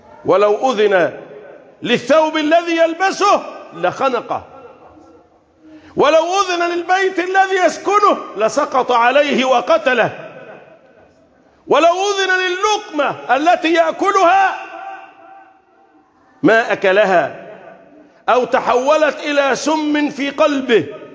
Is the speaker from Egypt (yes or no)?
yes; Egypt; اللهم احفظ بلدنا مصر